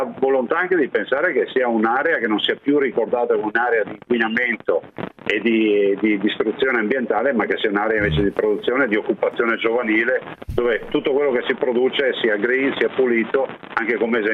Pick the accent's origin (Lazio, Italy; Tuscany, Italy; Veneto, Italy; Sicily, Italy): Veneto, Italy; Ma guardi, da Veneto me lo immagino